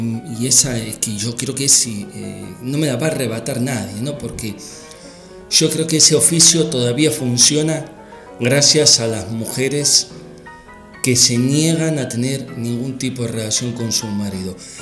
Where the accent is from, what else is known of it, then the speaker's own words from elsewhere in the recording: Argentina; Yo como argentino